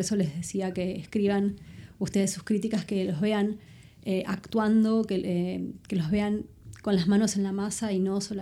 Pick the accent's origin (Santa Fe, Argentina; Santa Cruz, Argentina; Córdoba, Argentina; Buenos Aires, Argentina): Buenos Aires, Argentina; Yo iba al teatro en Buenos Aires, de donde soy, desde que estoy muy chiquita